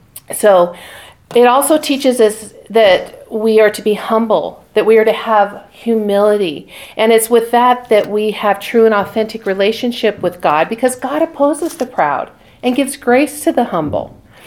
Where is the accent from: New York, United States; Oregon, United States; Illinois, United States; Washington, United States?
Washington, United States; Spokane; I mean, I grew up in Spokane. I've lived on the west side of Washington and then have been here